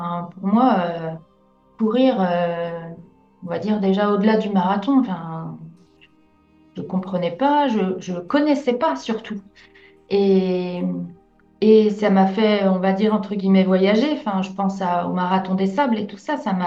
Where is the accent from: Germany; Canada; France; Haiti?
France; Brittany; on dit que je suis bretonne et tout ça, mais il y a un défaut.